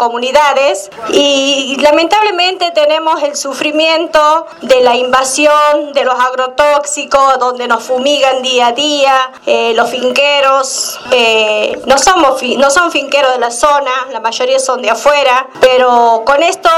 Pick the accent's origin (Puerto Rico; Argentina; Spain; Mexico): Argentina; Cachico, Santiago del Estero; Nosotros venimos de la localidad de Cachico, departamento Jiménez, representando mesas de tierra.